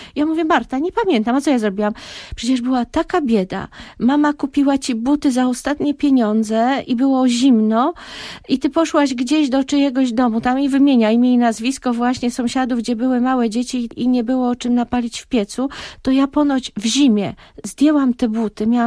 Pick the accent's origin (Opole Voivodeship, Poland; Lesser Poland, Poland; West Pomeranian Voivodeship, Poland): West Pomeranian Voivodeship, Poland; Skrzynka; moja miejscowość rodzinna to jest Skrzynka w województwie zachodniopomorskim, tak się ta miejscowość nazywa, zawsze żartobliwie mówię, że ja jestem ze Skrzynki.